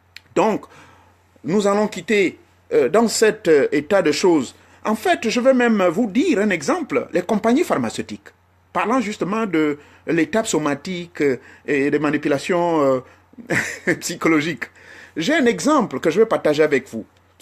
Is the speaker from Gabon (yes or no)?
yes; Gabon; now in Europe; c'est pas comme chez nous au Gabon.